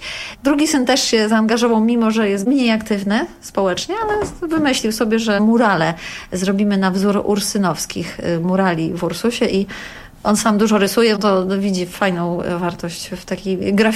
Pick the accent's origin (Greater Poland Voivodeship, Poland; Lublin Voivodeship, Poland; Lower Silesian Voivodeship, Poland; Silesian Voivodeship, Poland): Lublin Voivodeship, Poland; Lublin; now in Warsaw, Poland; Mieszkam tu od 15 lat, a jestem z Lublina i mąż też.